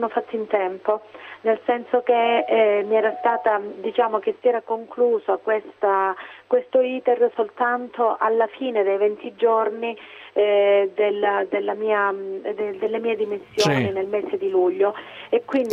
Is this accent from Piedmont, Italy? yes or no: no; Monasterace, Calabria, Italy; una forma di interesse dello Stato verso il mio paese, verso Monasterace